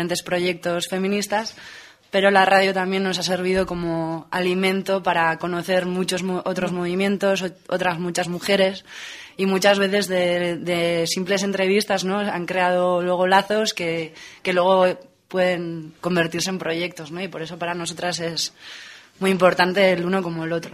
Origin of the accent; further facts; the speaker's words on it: Irun, Basque Country, Spain; nosotras somos de Irún y allí somos parte de una asociación feminista que se llama Bilgune Feminista.